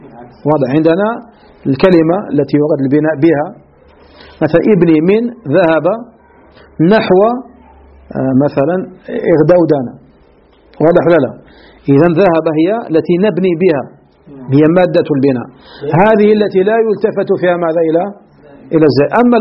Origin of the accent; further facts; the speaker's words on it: Algeria; بعض المدارس ككتب التي كانت عندنا في الجزائر قديما